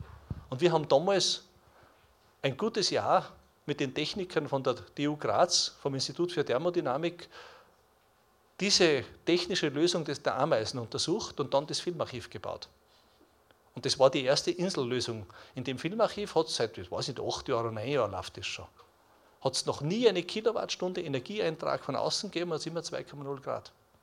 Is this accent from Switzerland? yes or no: yes; Switzerland; Ich habe es gesagt, ich komme aus der Schweiz.